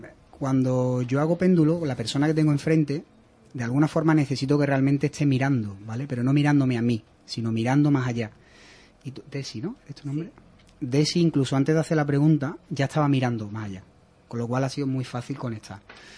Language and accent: Spanish; Seville, Andalusia, Spain; nosotros somos muy sevillanos